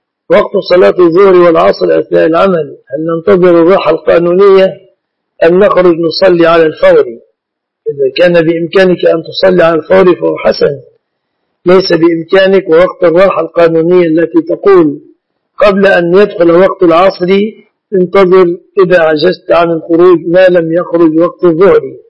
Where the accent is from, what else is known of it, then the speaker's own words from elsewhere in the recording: Egypt; وقد عهد من أحوال الناس في بلادنا مصر